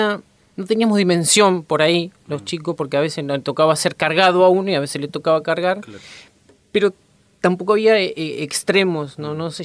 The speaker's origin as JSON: {"language": "Spanish", "region": "Buenos Aires", "country": "Argentina", "tie": "born or raised there", "said": "nací en San Fernando porque, bueno, mi familia vivía cerca de Boulogne, por esos lugares. Pero al año que nací, ya en el 84, vinimos para acá, así que yo, digamos, San Atilio es mi lugar de origen."}